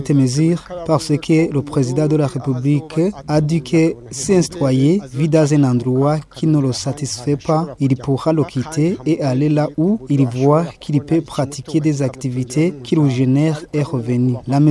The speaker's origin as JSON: {"language": "French", "country": "Burundi", "said": "parce que nous sommes des Burundais."}